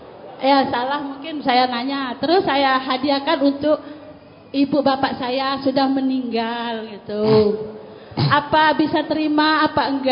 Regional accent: Jambi, Indonesia; Saya dari Jambi.

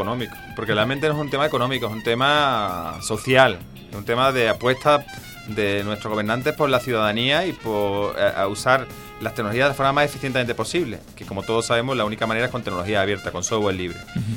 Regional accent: Ceuta, Spain; born there; Yo nací en Ceuta, que es una pequeña ciudad que está en África, al norte de África y enfrente de la península ibérica.

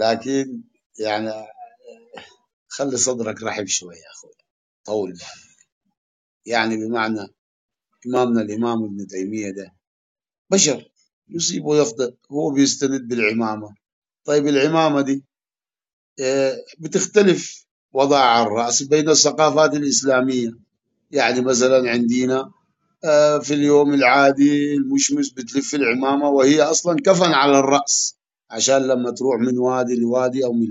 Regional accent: Nubia, Egypt; Arabic is a second language; وإحنا من النوبة وما نرضى وطالعين بصورنا الرئيسية. إحنا رجال أحفاد كوش بن حام

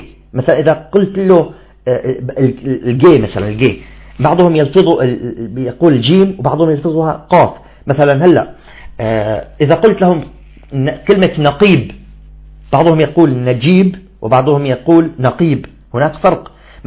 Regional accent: Damascus, Damascus Governorate, Syria; حتى في عندنا منطقة في الشام في دمشق تسمى منطقة الطلياني

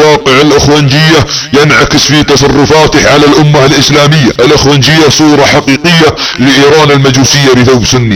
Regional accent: Saudi Arabia; تنتظر اي فاجعة اليمة على بلادنا السعودية

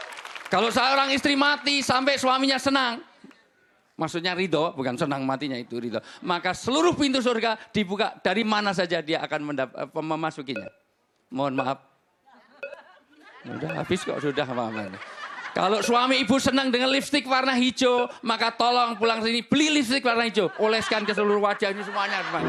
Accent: Java, Indonesia; orang mati, terutama di Jawa, saya asli orang Jawa

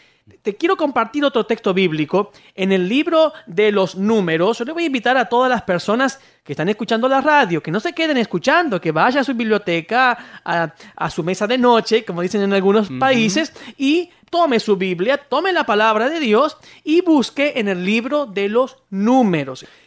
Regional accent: Argentina; somos de Argentina, y aquí los políticos tienden mucho a mentir

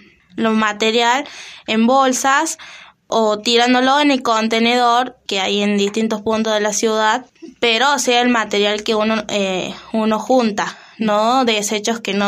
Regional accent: Funes, Santa Fe, Argentina; born there; soy nacida aquí en Funes.

